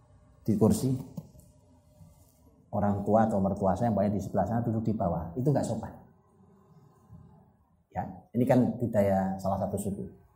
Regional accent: Java, Indonesia; saya sebagai orang Jawa

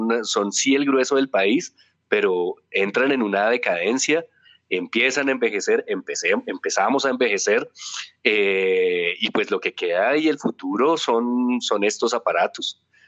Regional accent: Colombia; en todo lo que es nuestra idiosincrasia como colombianos, como nos hemos formado como colombianos

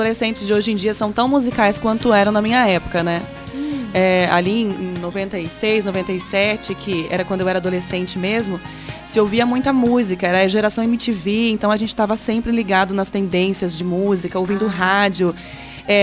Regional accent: Januária, Minas Gerais, Brazil; born there; now in Foz do Iguaçu, Brazil; eu nasci em Januária, Minas Gerais, né? A minha família materna é toda de lá e foi lá que meus pais se conheceram.

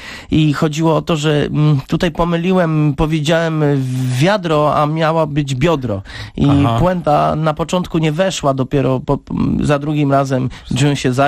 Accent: Tomkowice, Lesser Poland, Poland; Przyjechałem z Tomkowic i to może dlatego też, no bo od urodzenia już jestem zabawny

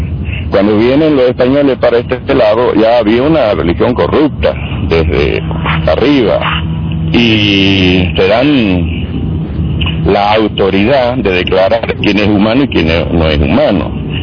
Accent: Argentina; Entonces, ahora que nosotros como argentinos defendamos lo que es nuestro

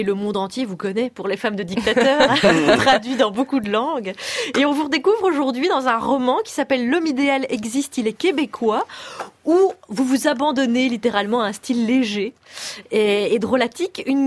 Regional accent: Belgium; accent: Belgian; Alors, moi qui suis linguiste de formation. Là, mon accent belge qui remonte.

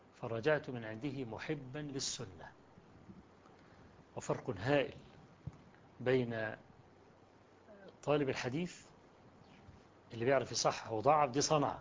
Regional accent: Egypt; وقلت له أنا جئت من مصر عشان أقابلك وإلى آخره.

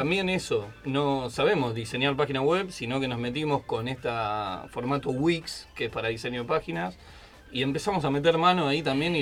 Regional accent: Córdoba, Argentina; now in Buenos Aires, Argentina; yo soy de Córdoba, un pueblito, y venir acá a Buenos Aires

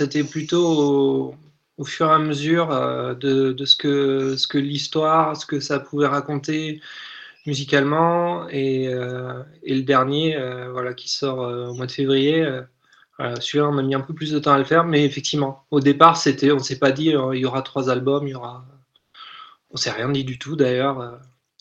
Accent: Limoges, Nouvelle-Aquitaine, France; Moi, je suis de Limoges, donc c'est à peu près à 1 heure, 1 heure et demie de route de Tulle.

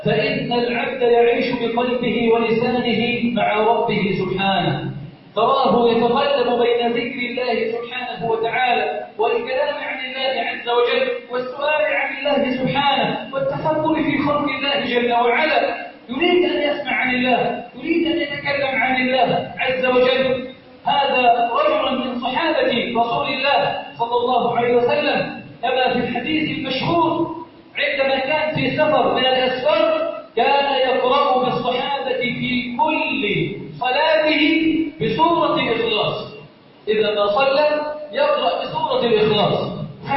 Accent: Egypt; بلدنا مصر سخاء رخاء امنا امانا

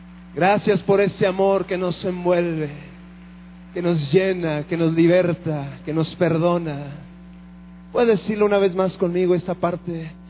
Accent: Ciudad Juárez, Chihuahua, Mexico; Somos originalmente de Ciudad Juárez, Chihuahua. Arriba el norte, ¿verdad que sí? Y si no me cree, compre un mapa para que vea que sí, está mero arriba el norte. Entonces somos de allá, originarios de Ciudad Juárez.

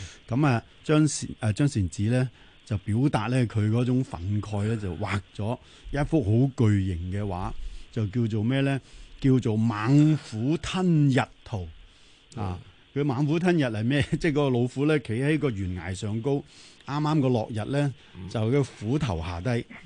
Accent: Hong Kong; 呢啲充分反映我哋香港人务实。

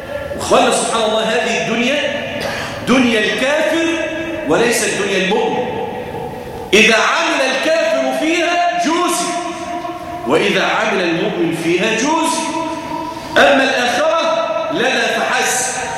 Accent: Damietta, Damietta Governorate, Egypt; اللهم اجعل بلادنا دمياط واحده للامن والامان

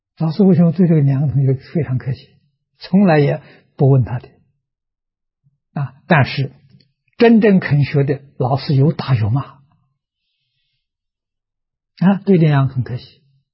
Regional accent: Anhui, China; 的。啊，距离桐城25公里。很近的地方嘛

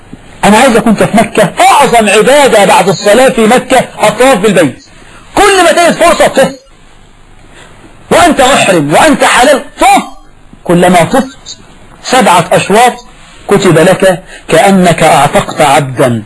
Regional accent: Egypt; لكن القضاء عندنا في مصر يجعل لهم وصية واجبة

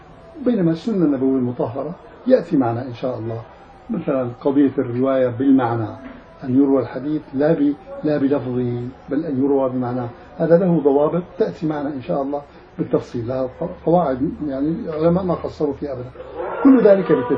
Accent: Damascus, Damascus Governorate, Syria; ففي الأخ تربى عندنا في دمشق يعني في مسجدنا وطلب العلم عندنا سنوات

